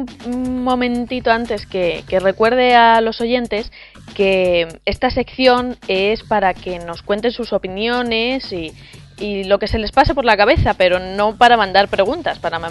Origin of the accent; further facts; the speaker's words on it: Alicante, Valencian Community, Spain; como alicantino que soy